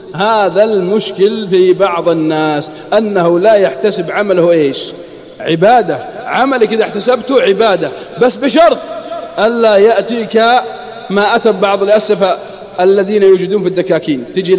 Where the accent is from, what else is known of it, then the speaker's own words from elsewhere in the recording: Al-Qassim, Saudi Arabia; عندنا في القصيم يقول مالي شغل.